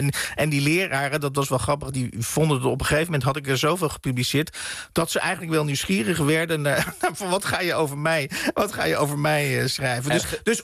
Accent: Oegstgeest, South Holland, Netherlands; Ja, dit brengt mij dus inderdaad terug naar mijn jeugd in Oegstgeest.

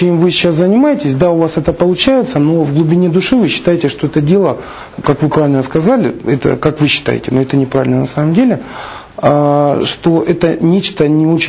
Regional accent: Rostov-on-Don, Rostov Oblast, Russia; я же из Ростова

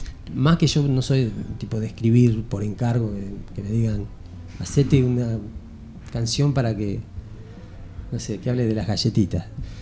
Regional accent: Barker, Buenos Aires, Argentina; born there; Yo nací en Barker. En Barker hay gente, hay chaqueños, hay correntinos, hay formoseños, bolivianos, chilenos, rusos, riojanos.

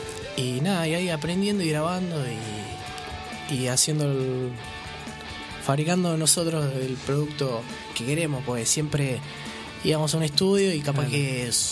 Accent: Mar del Plata, Buenos Aires Province, Argentina; Nosotros somos de Mar del Plata.

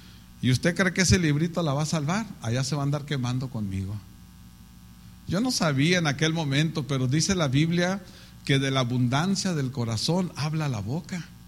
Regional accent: Tijuana, Baja California, Mexico; yo me crié en Tijuana, en la zona norte, donde está todo lo sucio. De ahí era.

